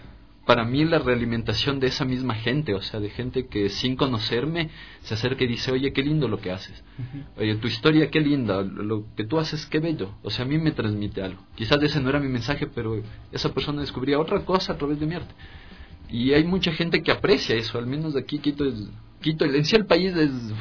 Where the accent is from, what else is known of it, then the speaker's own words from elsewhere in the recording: Rafaela, Santa Fe, Argentina; Soy de Santa Fe, de la provincia de Santa Fe, de la ciudad de Rafaela.